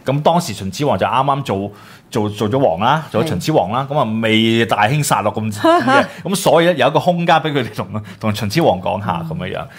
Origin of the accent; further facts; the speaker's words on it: China; 咁我哋覺得我哋都身為中國人